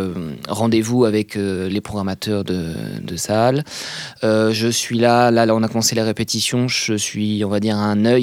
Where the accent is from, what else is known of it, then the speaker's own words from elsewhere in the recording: Nantes, Pays de la Loire, France; Alors, moi, d'où je viens, de Nantes, donc pas très loin. Hein. J'ai jamais trop bougé de Nantes.